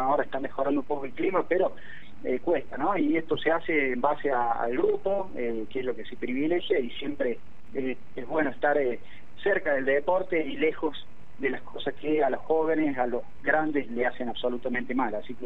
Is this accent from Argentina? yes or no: yes; Córdoba, Argentina; now in Huerta Grande, Argentina; ya hace estar un tiempo viviendo aquí en Huerta Grande. Soy oriundo de Córdoba Capital